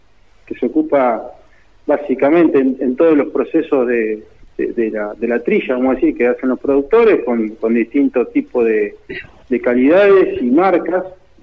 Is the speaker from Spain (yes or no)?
no; San Jerónimo Norte, Santa Fe, Argentina; yo también soy oriundo de San Jerónimo Norte